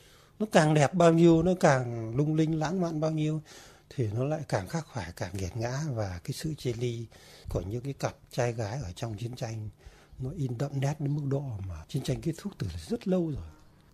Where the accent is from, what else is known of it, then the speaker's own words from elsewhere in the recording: Tam Diep, Ninh Binh, Vietnam; là đúng là cái vùng bán sơn địa Tam Điệp Ninh Bình quê tôi ấy.